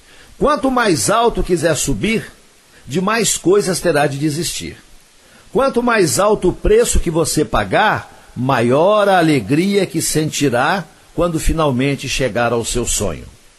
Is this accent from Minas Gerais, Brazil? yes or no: yes; Coromandel, Minas Gerais, Brazil; No próximo dia 5 de julho tem show de … lá em Coromandel, na minha terra, no Parque de Exposições Antônio D'Agra